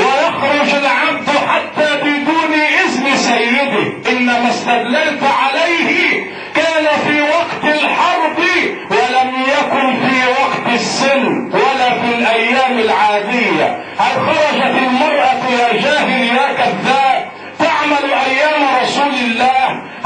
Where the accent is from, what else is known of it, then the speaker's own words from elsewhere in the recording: Egypt; لان عدد الوزيرات عندنا في مصر قليل